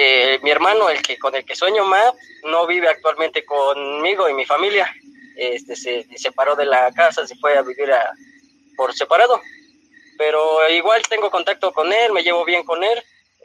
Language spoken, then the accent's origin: Spanish; Ecatepec, State of Mexico, Mexico; Sí, soy de Ecatepec.